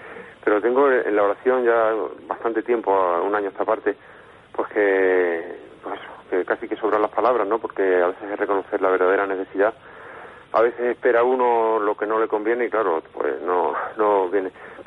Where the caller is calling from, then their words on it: Alicante, Valencian Community, Spain; de Alicante.